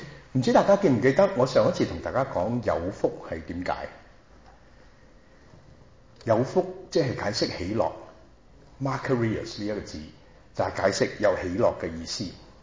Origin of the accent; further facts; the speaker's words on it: China; 但是虚心来讲，对我们中国人都是要小心